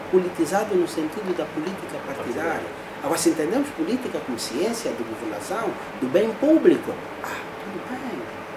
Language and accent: Portuguese; Angola; eu, por exemplo, sou do Casqueiro do Buraco.